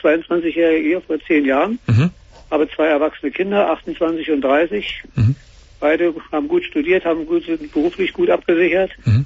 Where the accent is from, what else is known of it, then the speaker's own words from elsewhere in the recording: Berlin, Germany; weil ich hier als Berliner in der Großstadt ja weiß, die polnische Grenze zum Beispiel ist hier eine Stunde entfernt